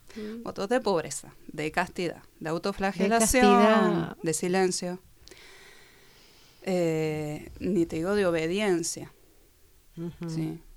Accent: Mendoza, Argentina; now in Buenos Aires, Argentina; Yo soy de Mendoza y cuando me voy a Buenos Aires entro en grupos

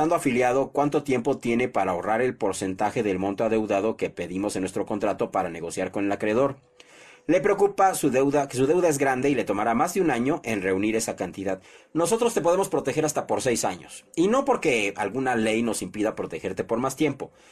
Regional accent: Mexico; Vamos a unirnos como mexicanos, no, no como partido político, sino como mexicanos.

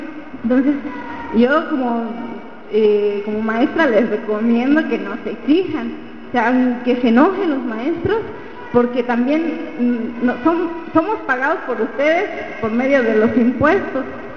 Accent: Tuxtla Gutiérrez, Chiapas, Mexico; somos de aquí, somos de Tuxtla, somos de Chiapas, somos de México

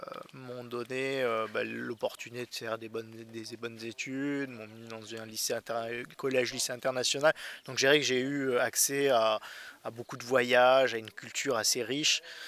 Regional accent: Provence-Alpes-Côte d'Azur, France; toute mon enfance sur la Côte d'Azur, j'ai passé mon temps à faire des cabanes, à explorer les bois autour de chez nous.

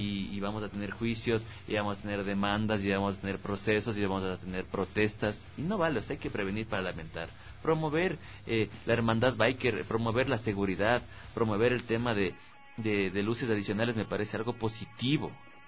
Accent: Ecuador; yo ya conozco a mi gente, o sea, todos somos ecuatorianos

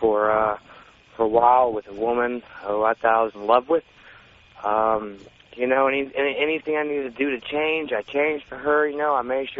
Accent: California, United States; now in Dallas, United States; I live in Dallas, and I'm from California, but I live in Dallas now

